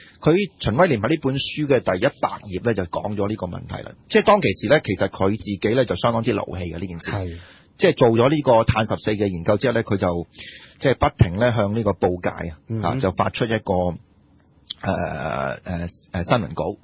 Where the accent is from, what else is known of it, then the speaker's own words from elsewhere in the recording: China; 佢有少少似我哋中國人咁樣